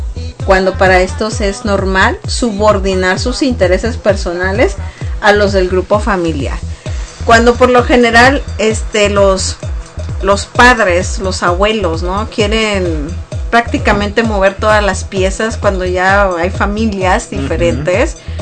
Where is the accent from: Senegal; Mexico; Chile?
Mexico; en nuestras familias mexicanas, porque somos mexicanos